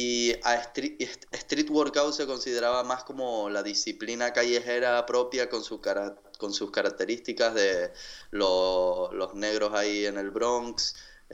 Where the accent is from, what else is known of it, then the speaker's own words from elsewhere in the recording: Tenerife, Canary Islands, Spain; soy de Tenerife, de las Islas Canarias. Tengo 30 años